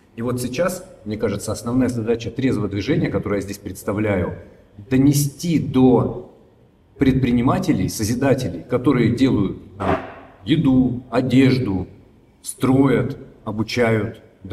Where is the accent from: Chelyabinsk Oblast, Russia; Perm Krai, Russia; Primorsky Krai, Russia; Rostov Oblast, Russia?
Rostov Oblast, Russia; Rostov-on-Don; я вообще из Ростова-на-Дону